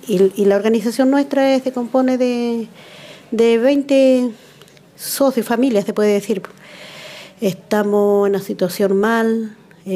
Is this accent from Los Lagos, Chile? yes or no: yes; Manquemapu, Los Lagos, Chile; soy de Manquimapu.